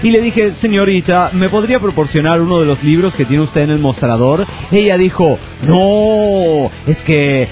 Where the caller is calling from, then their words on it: Toluca, State of Mexico, Mexico; de Toluca, México.